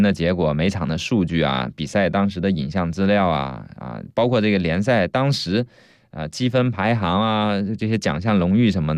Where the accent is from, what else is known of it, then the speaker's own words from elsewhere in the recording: Fujian, China; 最后一站在厦门，因为我老家是福建的嘛，所以我福州厦门这边的朋友同学特别多